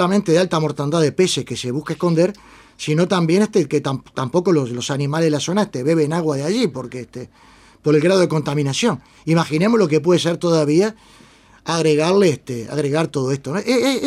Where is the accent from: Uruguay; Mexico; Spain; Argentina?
Uruguay; Me da vergüenza como uruguayo, me da vergüenza como latinoamericano